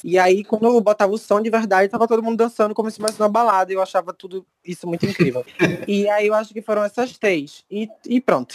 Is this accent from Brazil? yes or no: yes; Northeast Region, Brazil; e também sou nordestina e lidem com isso.